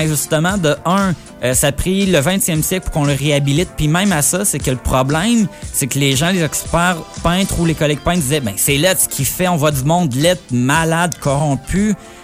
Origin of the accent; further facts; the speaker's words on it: Italy; accent: Italian; French is a second language; Excusez-moi mon accent italien.